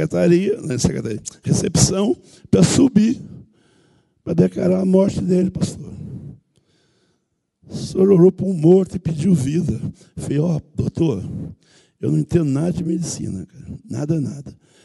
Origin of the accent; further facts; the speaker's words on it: Minas Gerais, Brazil; Vim lá de Minas, um cantão longe.